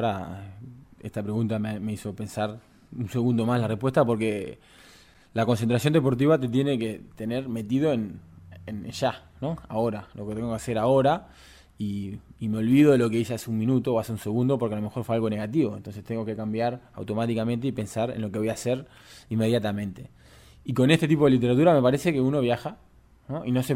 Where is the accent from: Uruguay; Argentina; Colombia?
Uruguay; moved away; porque soy un uruguayo que vive fuera de Uruguay. Tengo esa nostalgia y ese gusto mínimo por el tambor